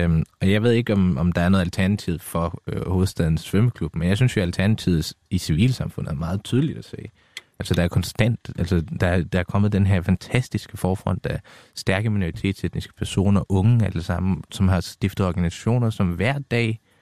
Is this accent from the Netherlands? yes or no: no; Afghanistan; now in Denmark; Jeg er flygtning fra Afghanistan og kom med min familie her til for 20 år siden.